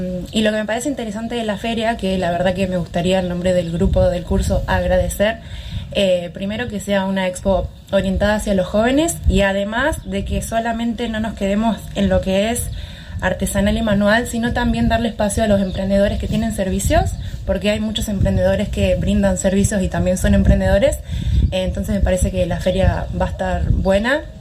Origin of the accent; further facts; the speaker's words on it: Argentina; y estar en mi país, la verdad, y seguir apostando. Es difícil, pero yo me siento cómoda emprendiendo en Argentina